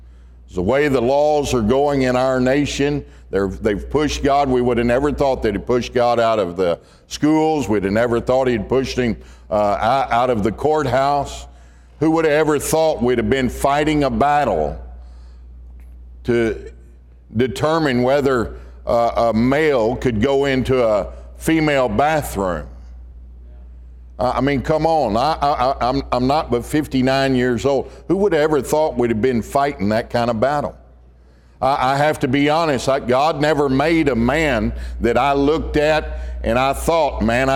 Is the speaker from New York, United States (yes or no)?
no; Pasadena, Texas, United States; Down the Houston area, and that's where I grew up in Pasadena, Texas. It's on the southeast side of Houston.